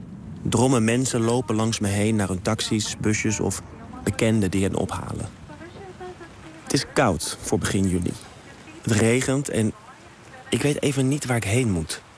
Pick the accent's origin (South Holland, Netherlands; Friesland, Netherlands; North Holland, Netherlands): North Holland, Netherlands; Amsterdam; 32 jaar oud, geboren en getogen in Amsterdam, waar ik me helemaal thuis voel. Ik ben nog nooit langer dan 3 weken weg geweest van huis.